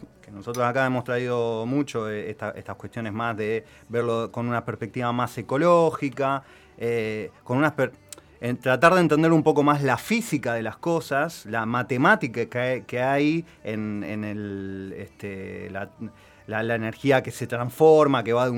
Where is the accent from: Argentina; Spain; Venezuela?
Argentina; algo que nos debería generarnos orgullo como argentinos, argentinas, lo que se logró hacer